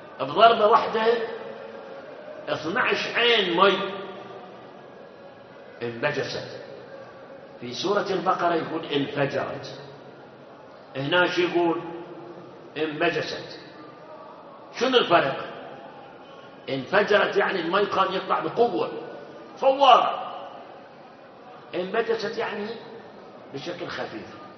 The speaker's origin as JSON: {"language": "Arabic", "town": "Karbala", "region": "Karbala Governorate", "country": "Iraq", "said": "بالأول كان يصير عرق حتى عندنا في كربلاء ترى على المي"}